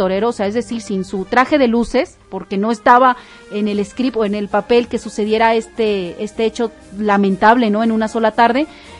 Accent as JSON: {"language": "Spanish", "region": "Aguascalientes", "country": "Mexico", "said": "hasta Aguascalientes, mi tierra querida"}